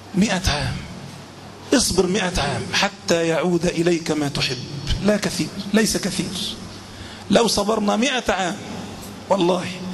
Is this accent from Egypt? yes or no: yes; Egypt; مع أن عادة أغلب الناس حتى عندنا في مصر ما بيلبس طائية